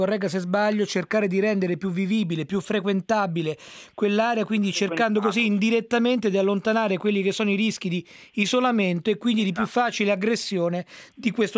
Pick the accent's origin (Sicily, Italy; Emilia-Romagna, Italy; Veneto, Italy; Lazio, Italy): Lazio, Italy; Rome; Io sono romano, anche se purtroppo da molti anni ormai non risiedo più a Roma per lavoro